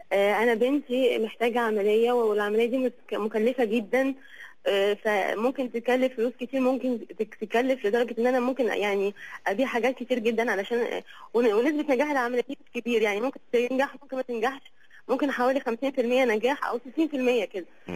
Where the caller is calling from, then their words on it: Kuwait; انا بكلم حضرتك من الكويت